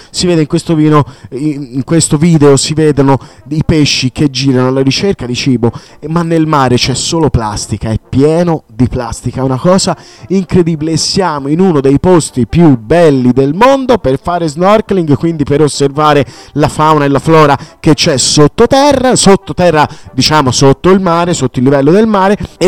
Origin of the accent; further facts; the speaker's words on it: Sardinia, Italy; essendo sardo, quindi è un'isola è circondata dal mare